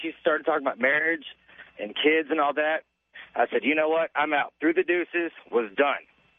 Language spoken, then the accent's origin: English; Dallas, Texas, United States; I'm from Dallas.